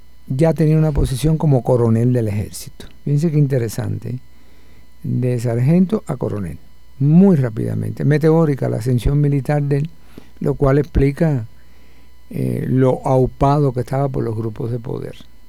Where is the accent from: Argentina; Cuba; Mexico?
Cuba; proceso de la revolución de los años 30, de inicio de los años 30 en mi país